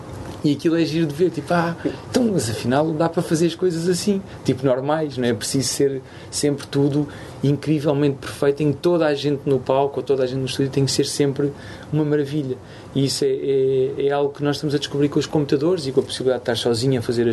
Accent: Angola; now in Portugal; Eu venho de Angola, tipo, tu não bate.

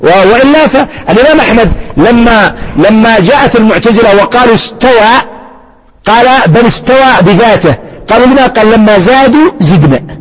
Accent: Yemen; لكن مثلا أضرب لك مثال عندنا في اليمن يختلف الحال

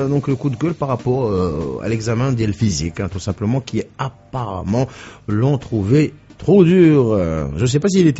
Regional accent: Morocco; parce qu'on est marocain

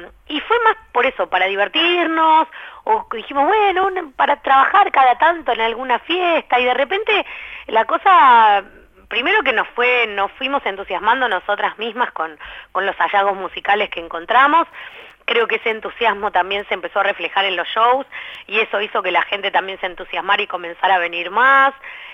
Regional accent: Buenos Aires, Argentina; Que si bien uno tiene una cercanía como porteño más grande

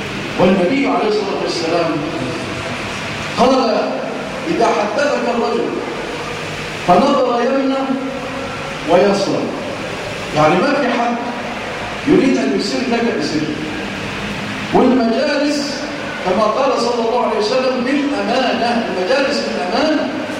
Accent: Egypt

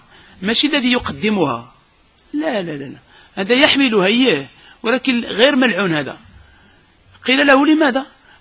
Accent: Casablanca, Casablanca-Settat, Morocco; هذا المصيبة اللي عندنا في الدار البيضاء

